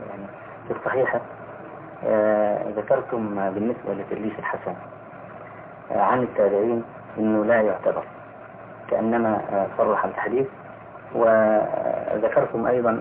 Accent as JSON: {"language": "Arabic", "country": "Egypt", "said": "فيه بعض الناس عندنا في مصر اعترض على هذا"}